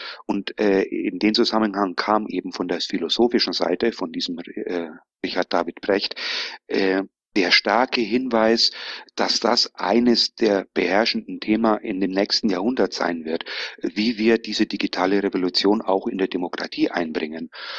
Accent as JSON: {"language": "German", "region": "Bavaria", "country": "Germany", "accent": "Bavarian", "said": "Wie man aus dem Dialekt hören kann, bin ich aus Bayern. Ich wohne zur Hälfte allerdings auch in Spanien"}